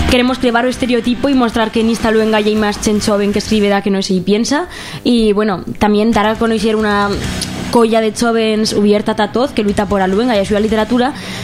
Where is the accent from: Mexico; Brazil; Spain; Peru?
Spain; Zaragoza, Aragon; todos somos de Zaragoza, somos todos Neofablans.